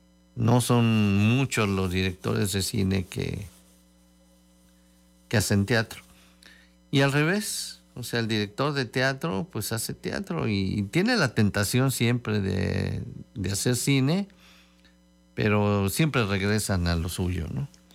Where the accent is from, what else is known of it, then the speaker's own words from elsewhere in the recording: Spain; Yo soy español y viajo a Estados Unidos, Japón, Latinoamérica